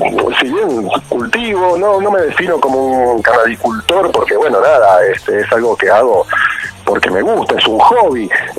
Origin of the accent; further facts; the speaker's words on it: Lanús, Buenos Aires Province, Argentina; now in Bariloche, Argentina; como yo, que me crié en Lanús, pero me mudé acá